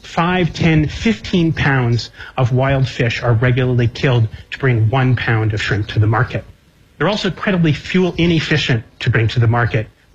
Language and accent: English; Connecticut, United States; This is my home state of Connecticut.